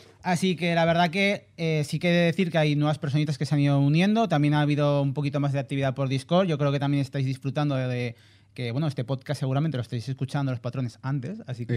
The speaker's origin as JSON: {"language": "Spanish", "country": "Guatemala", "said": "No, yo vengo de Guatemala."}